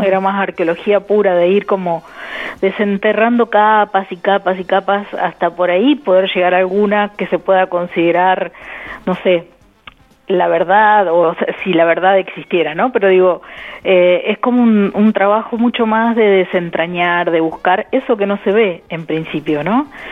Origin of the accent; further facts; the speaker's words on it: General Pico, La Pampa, Argentina; born there; Nací en General Pico, La Pampa, el 24 de diciembre del 68.